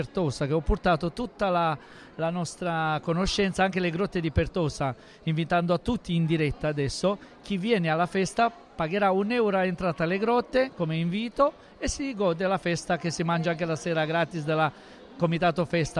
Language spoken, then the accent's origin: Italian; Romania; Italian is a second language; now in Italy; vengo dalla Romania, come abbiamo parlato prima. Allora, io sono in Italia da 18 anni.